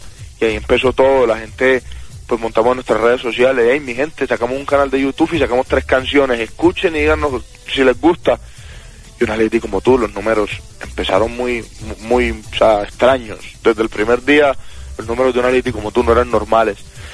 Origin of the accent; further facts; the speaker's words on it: Montería, Córdoba, Colombia; Yo soy de Montería.